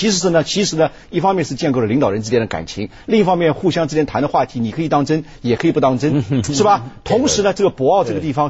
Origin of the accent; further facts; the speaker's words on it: China; 我们中国人现在心态其实是处于那种